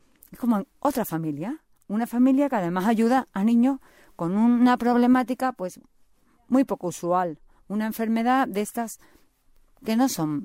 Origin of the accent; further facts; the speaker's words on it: Seville, Andalusia, Spain; yo soy sevillana, mi madre pues pertenecía a Acción Católica